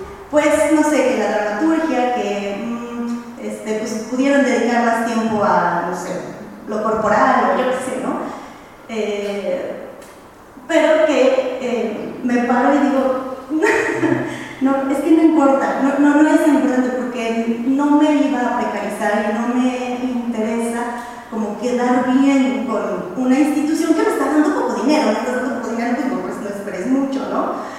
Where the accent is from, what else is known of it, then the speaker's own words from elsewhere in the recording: Guanajuato, Mexico; vengo de Guanajuato